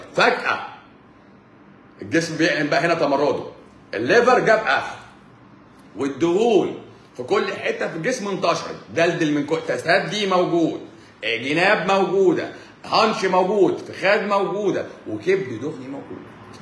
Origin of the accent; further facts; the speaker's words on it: Egypt; طالما حمى الدنك مصرية فأنا مصري. نعم أنا مصري.